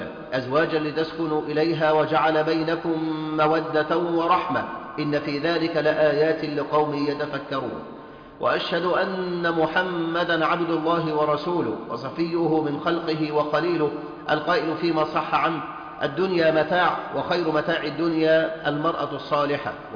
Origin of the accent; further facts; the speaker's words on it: Egypt; ولذلك عندنا في مصر وحدها صارت أعداد المطلقات في البيوت بالملايين